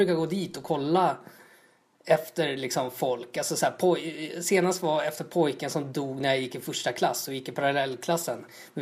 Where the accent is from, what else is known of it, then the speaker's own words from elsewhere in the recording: Tullinge, Stockholm County, Sweden; Alltså jag är uppvuxen i Tullinge.